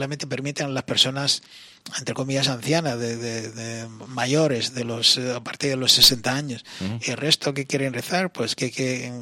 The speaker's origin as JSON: {"language": "Spanish", "country": "Spain", "said": "por lo tanto, soy español plenamente"}